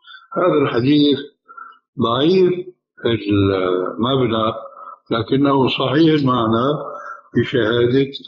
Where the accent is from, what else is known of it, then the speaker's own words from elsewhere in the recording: Syria; now in Jordan; ولو أمثله هنا في الأردن وفي عندنا في سوريا